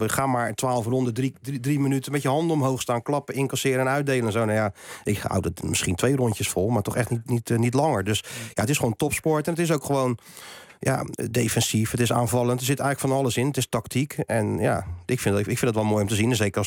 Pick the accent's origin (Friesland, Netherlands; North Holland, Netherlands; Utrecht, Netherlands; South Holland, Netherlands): South Holland, Netherlands; Rotterdam; In Nederland niet de grote sport, maar waar ik vandaan kom, in Rotterdam, is natuurlijk best wel groot het boksen.